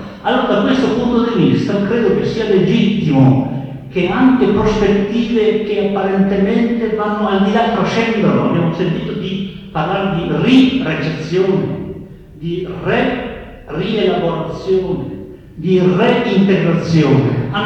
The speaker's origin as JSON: {"language": "Italian", "town": "Padua", "region": "Veneto", "country": "Italy", "said": "vengo da Padova"}